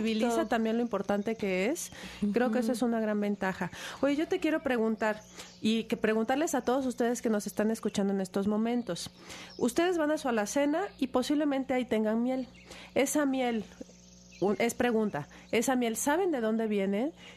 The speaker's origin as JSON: {"language": "Spanish", "country": "Mexico", "said": "que son nuestro patrimonio como mexicanos."}